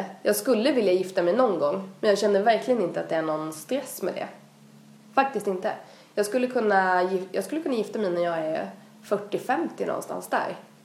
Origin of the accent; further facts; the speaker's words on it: Växjö, Kronoberg County, Sweden; Kommer man från Växjö där vi kommer ifrån så skulle man kunna flytta till Göteborg, Malmö, Stockholm...